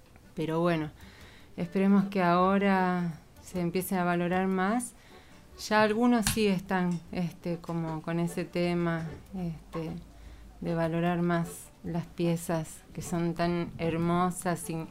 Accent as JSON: {"language": "Spanish", "town": "Santa María", "region": "Catamarca", "country": "Argentina", "said": "soy de Santa María, Catamarca, de los Valles Calchaquí."}